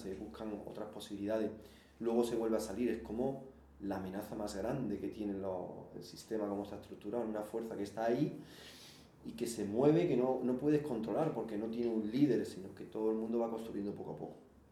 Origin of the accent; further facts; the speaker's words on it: Jerez de la Frontera, Andalusia, Spain; also born or lived in France; now in Madrid, Spain; Bueno, yo no soy de aquí, yo soy de Jerez, me fui a Francia, ahora soy en Madrid.